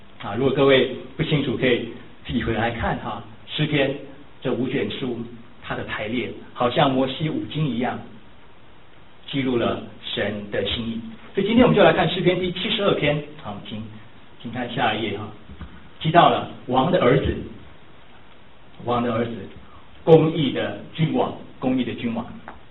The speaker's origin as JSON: {"language": "Chinese", "country": "Taiwan", "said": "比如说我们来自台湾"}